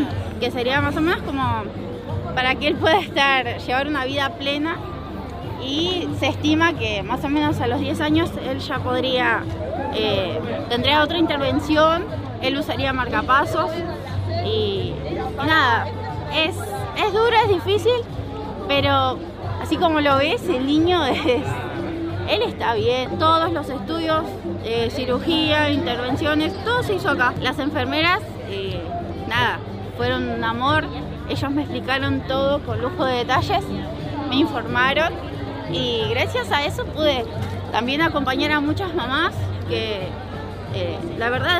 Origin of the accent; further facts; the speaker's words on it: Tigre, Buenos Aires Province, Argentina; Nosotros somos de Tigre, o sea, lo que es salud en Tigre para la condición de él no era óptima